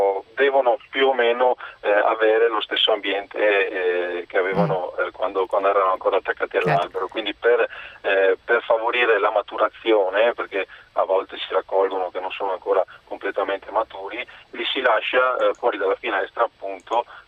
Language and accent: Italian; Veneto, Italy; io essendo veneto